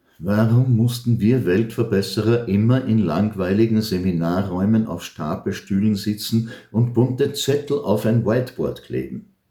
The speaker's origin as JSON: {"language": "German", "country": "Palestine", "lives_now": "Germany", "said": "Eigentlich wollte ich die alte Heimat sehen, aber krieg mal ein Visum für Israel als Palästinenser. Und wenn du 3-mal deutscher Staatsbürger bist."}